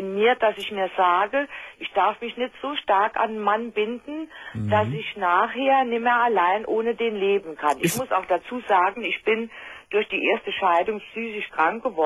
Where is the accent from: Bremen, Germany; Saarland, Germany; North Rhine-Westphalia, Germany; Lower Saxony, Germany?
Saarland, Germany; Aus dem Saarland.